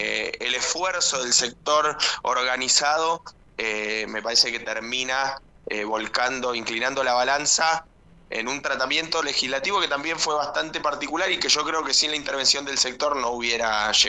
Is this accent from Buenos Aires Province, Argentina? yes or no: yes; Lomas de Zamora, Buenos Aires Province, Argentina; yo soy de Lomas, y un senador que integra la comisión de presupuesto es también de acá de Lomas.